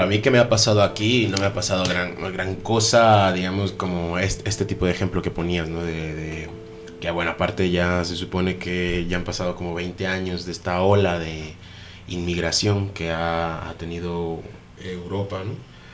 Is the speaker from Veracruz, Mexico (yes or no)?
yes; Veracruz, Mexico; incluso en México, en la parte donde yo soy, que es de Veracruz